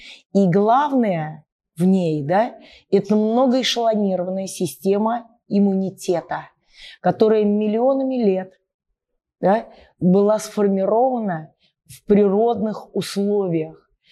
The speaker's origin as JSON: {"language": "Russian", "town": "Nizhny Novgorod", "region": "Nizhny Novgorod Oblast", "country": "Russia", "said": "я из Нижнего Новгорода"}